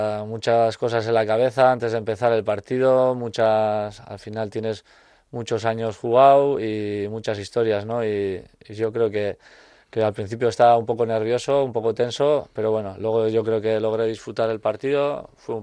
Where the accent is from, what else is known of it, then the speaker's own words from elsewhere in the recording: Urretxu, Basque Country, Spain; yo nací en Urretxu y bueno, la vida yo siempre he hecho en Urretxu y bueno, Zumárraga es lo que me pone ahora donde vivo